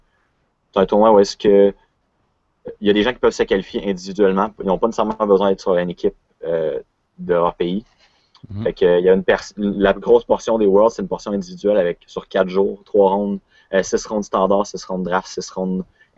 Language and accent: French; Quebec, Canada; now in Quebec City, Canada; 21 ans. Je viens de Québec. Je vis à Québec, mais je viens de la Beauce.